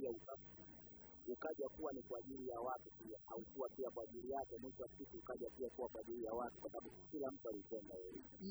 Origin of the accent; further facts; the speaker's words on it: Tanzania; mimi ni Mtanzania kabisa halisi. Mimi baba yangu ni Mbena, mama yangu ni Mnyakyusa. Kwa hiyo mimi ni Mtanzania.